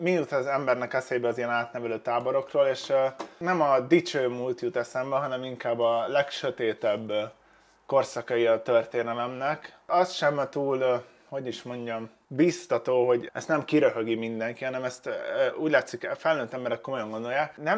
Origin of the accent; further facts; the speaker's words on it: Hungary; mert én nem gondolom, hogy én attól jobb vagy rosszabb lennék, hogy magyar vagyok. Egyszerűen ide születtem, és ez van.